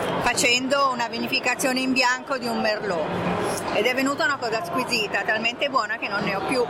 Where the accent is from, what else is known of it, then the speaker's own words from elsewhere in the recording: Milan, Lombardy, Italy; moved away as an adult; io sono di Milano e sono andata in Toscana nell'83 come scelta di vita.